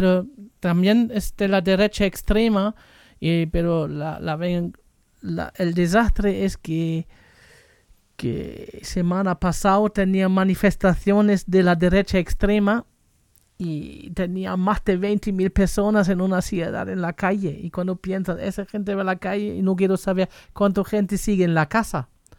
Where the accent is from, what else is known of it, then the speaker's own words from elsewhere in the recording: Germany; también de Alemania, porque soy alemán y claro, vas a ver noticias en alemán o leyendo